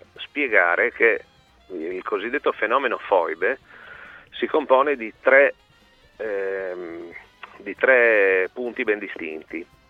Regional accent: Trieste, Friuli-Venezia Giulia, Italy; Ma premesso che io sono di Trieste, da queste parti le foibe sono un argomento che è sempre stato presente

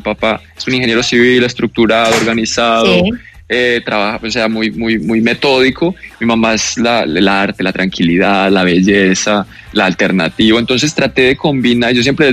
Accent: Bogotá, Colombia; moved away as an adult; fue como a los 18 que me fui de Bogotá, pues, y de Colombia. Empecé a ir mucho a Estados Unidos, a Florida.

